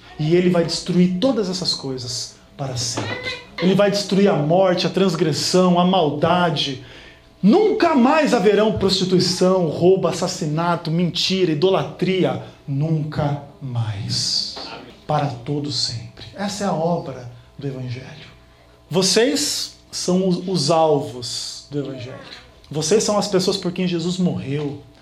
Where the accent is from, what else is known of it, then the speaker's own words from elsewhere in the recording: São Paulo, Brazil; Eu sou o que vai sofrer mais com frio aqui. Eu sou de São Paulo, vocês ainda a maioria é daqui.